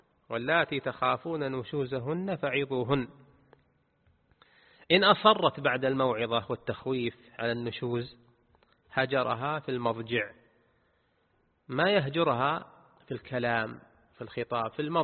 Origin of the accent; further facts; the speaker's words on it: Saudi Arabia; كان قاضيا في ناحية من النواحي في بلدنا المملكة العربية السعودية